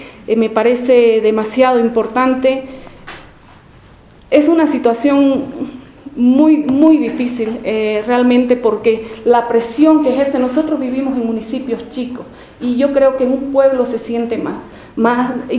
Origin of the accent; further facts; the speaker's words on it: San Ignacio de Velasco, Santa Cruz, Bolivia; Yo soy del municipio de San Ignacio de Velasco, queda a 500 kilómetros de Santa Cruz.